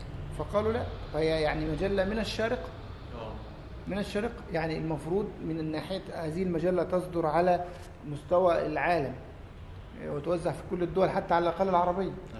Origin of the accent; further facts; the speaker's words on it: Alexandria, Alexandria Governorate, Egypt; فقدمت مواصلات على حسابي وانا اتيت من الاسكندريه